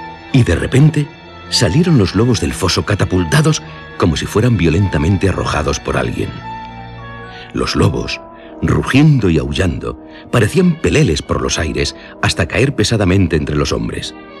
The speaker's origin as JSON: {"language": "Spanish", "region": "Basque Country", "country": "Spain", "said": "Y yo soy de Álava"}